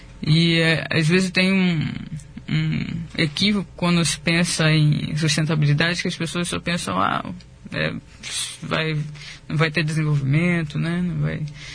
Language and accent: Portuguese; Rio de Janeiro, Brazil; born there; now in Foz do Iguaçu, Brazil; eu sou nascido no Rio de Janeiro, né? Pelo sotaque já dá para perceber um pouquinho. E moro em Foz do Iguaçu, tenho mais de 3 anos já.